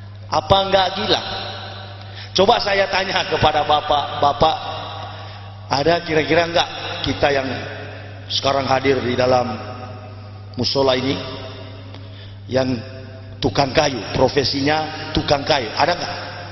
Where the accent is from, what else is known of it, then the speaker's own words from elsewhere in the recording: Manado, North Sulawesi, Indonesia; Kampung saya Manado